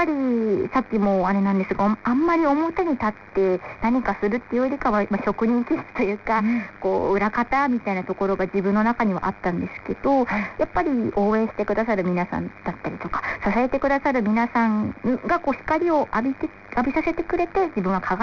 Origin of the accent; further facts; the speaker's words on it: Nagano, Japan; moved away; 私長野出身なんですけど、はい、この上京した時のあの都会のイメージっていうんですか、東京の夜がすごい明るいなっていうので、